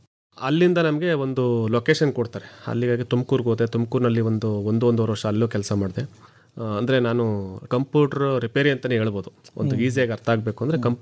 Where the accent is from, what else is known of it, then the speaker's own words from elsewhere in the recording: Dodda Bhuvalli, Karnataka, India; ನಮ್ಮೂರು ಸರ್. ಹೌದು.